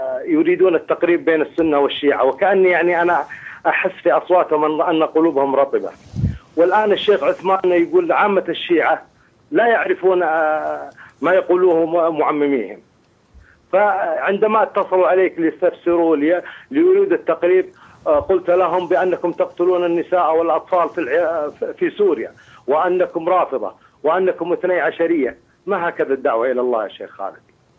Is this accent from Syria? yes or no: no; Najd, Saudi Arabia; وتعود أصولهم إلى قبائل موجودة عندنا في نجد.